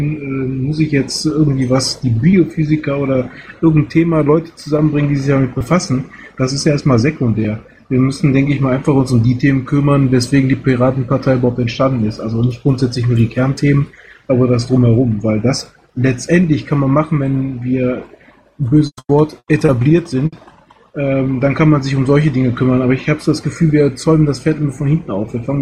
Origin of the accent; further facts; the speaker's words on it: Gütersloh, North Rhine-Westphalia, Germany; weil ich komme aus Gütersloh, sprich Warndorf ist hier im Prinzip einmal rübergespuckt